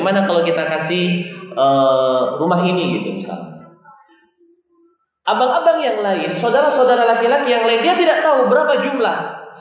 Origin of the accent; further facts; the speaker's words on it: Aceh, Indonesia; Kebiasaan kita orang Aceh kalau suami sudah nikah ya ikut istrinya di mana dia tinggal.